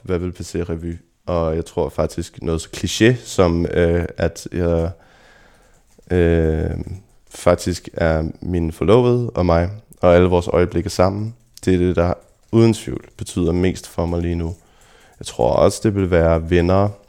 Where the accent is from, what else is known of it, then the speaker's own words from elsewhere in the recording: Kikkesåby, Zealand, Denmark; also born or lived in Copenhagen; jeg blev født i København, men at jeg har vokset op ude i Lejre Kommune i en lille landsby, der hedder Kikkesåby, hvor jeg tilbragte mange af de første år af mit liv.